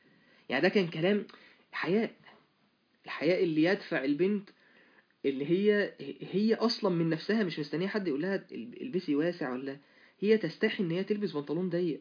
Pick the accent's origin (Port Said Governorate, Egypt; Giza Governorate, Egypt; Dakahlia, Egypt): Dakahlia, Egypt; Mansoura; وماشي في شارع يعني على عندنا في المنصورة على النيل